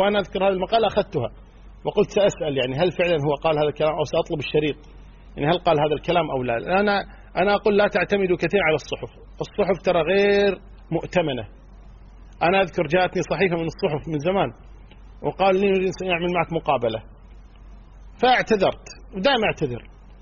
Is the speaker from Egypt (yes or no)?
no; Kuwait; انا صح مو سعودي انا كويتي